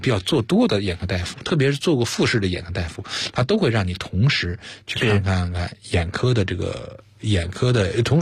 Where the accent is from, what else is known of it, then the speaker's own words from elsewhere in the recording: China; 我们中国人